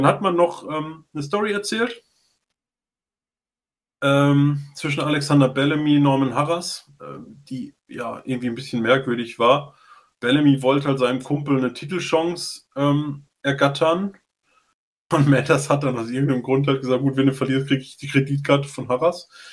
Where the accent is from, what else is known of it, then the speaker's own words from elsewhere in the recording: North Rhine-Westphalia, Germany; Also wir kommen halt aus NRW, also auch aus der Nähe.